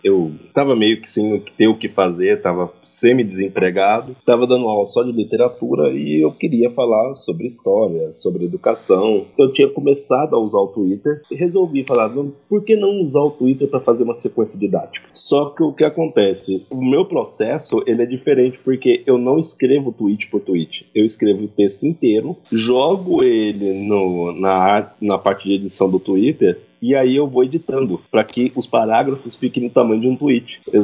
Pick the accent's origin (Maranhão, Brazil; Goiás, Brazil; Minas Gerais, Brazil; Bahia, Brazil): Minas Gerais, Brazil; now in São Paulo, Brazil; Vim de Minas Gerais, da roça, menino criado na terra batida, no meio do pasto. Vim para São Paulo, estudei e agora não sei para onde eu vou.